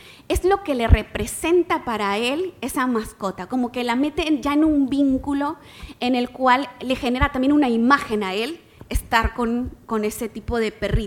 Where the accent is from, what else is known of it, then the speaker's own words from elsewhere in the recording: Mexico; Yo soy mexicana.